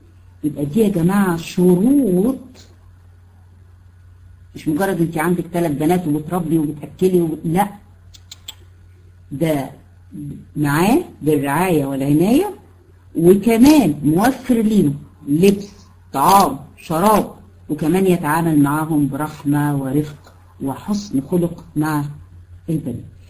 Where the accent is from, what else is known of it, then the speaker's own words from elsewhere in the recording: Egypt; يعني هنا عندنا في مصر